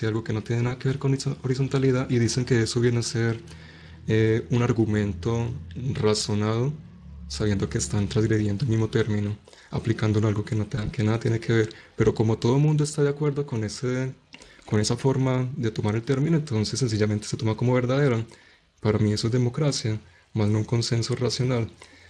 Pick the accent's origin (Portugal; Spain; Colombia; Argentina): Colombia; Manizales, Caldas; Yo soy de Manizales, Colombia